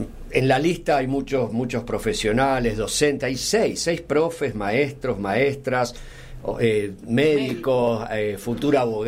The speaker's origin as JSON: {"language": "Spanish", "town": "Villa de las Rosas", "region": "Córdoba", "country": "Argentina", "said": "en las chacras de donde soy, de Villa de las Rosas"}